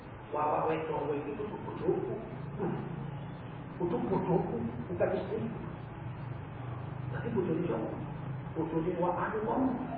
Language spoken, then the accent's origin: Indonesian; Medan, North Sumatra, Indonesia; Tadi itu terjadi di kampung saya di Medan.